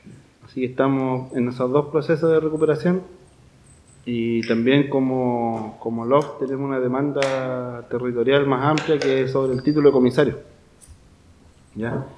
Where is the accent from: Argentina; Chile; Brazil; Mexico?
Chile; Pilcahuín, Los Ríos; yo vengo del Lofpi Pilcahuín, que queda acá a más o menos 25 kilómetros a la costa de la Unión. Somos una comunidad formada en base a una familia, igual familias ancestrales de allá del territorio